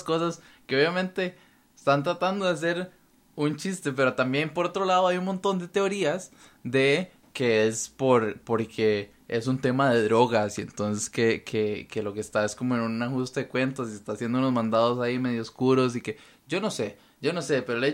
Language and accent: Spanish; Costa Rica; Estamos hablando de una liga que, si bien es profesional, somos ticos.